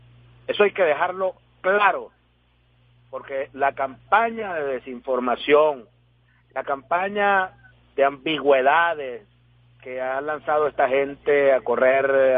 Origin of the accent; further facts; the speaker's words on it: Venezuela; como somos los venezolanos, dispuestos al trabajo cotidiano